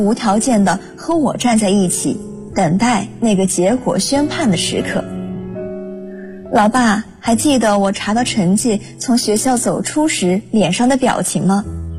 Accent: Changsha, Hunan, China; now in Nanjing, China; 来自湖南长沙，我在南京大学，距离我的家乡883公里。

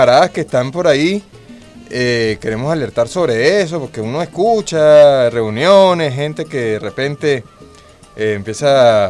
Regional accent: Venezuela

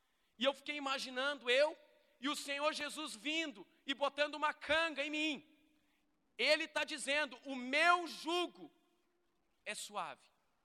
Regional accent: Canoas, Rio Grande do Sul, Brazil; Eu fui criado aqui em Canoas

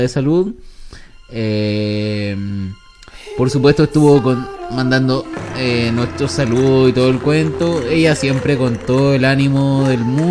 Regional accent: San Antonio, Valparaíso, Chile; de San Antonio, que siempre nos escucha, de mi tierra natal

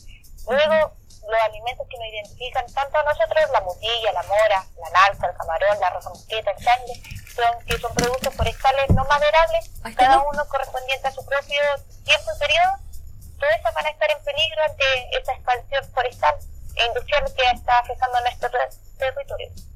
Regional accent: Laraquete, Biobío, Chile; Yo provengo de la localidad de Larraquete, que es como una caleta que está al norte de esta empresa.

